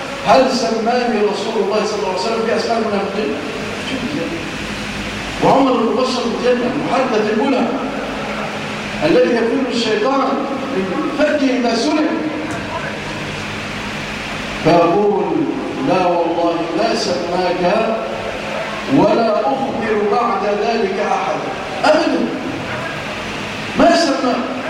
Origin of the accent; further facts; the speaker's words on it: Egypt; اللهم اجعل بلادنا مصر آمنة مطمئنة وسائر بلاد المسلمين.